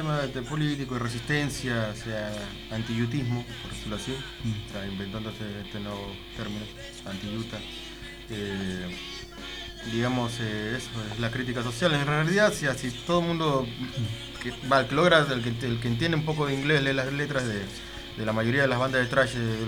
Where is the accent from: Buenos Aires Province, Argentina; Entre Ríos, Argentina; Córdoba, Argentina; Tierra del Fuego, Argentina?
Buenos Aires Province, Argentina; Valentín Alsina; Y yo soy de Valentine Alsina.